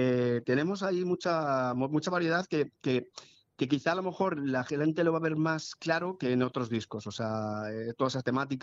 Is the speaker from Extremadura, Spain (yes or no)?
no; Madrid, Community of Madrid, Spain; En ese somos de Hortaleza